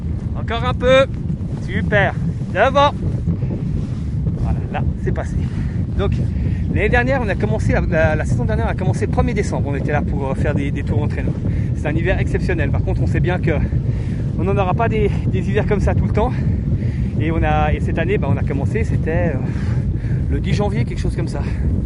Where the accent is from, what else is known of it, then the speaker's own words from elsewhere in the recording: Auvergne-Rhône-Alpes, France; De toute façon, déjà, je suis pas de l'Ain. Moi, je suis de Haute-Savoie.